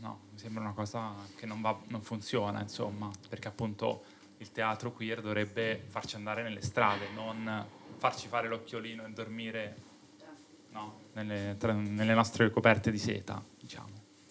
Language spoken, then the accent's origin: Italian; Rome, Lazio, Italy; E siccome sono romano, il motto che ho è volemose bene